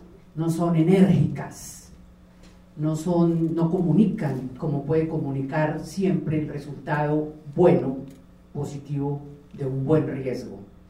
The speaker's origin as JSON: {"language": "Spanish", "region": "Valle del Cauca", "country": "Colombia", "also_born_or_lived": "Bogotá", "said": "aunque soy vallecaucana, he vivido la mayor parte de mi vida en Bogotá, o siempre."}